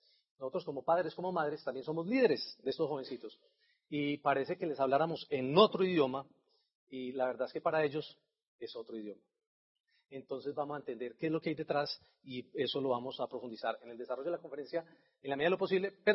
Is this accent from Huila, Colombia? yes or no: no; Antioquia, Colombia; como somos muy paisas y los queremos tener ahí en el nido por mucho tiempo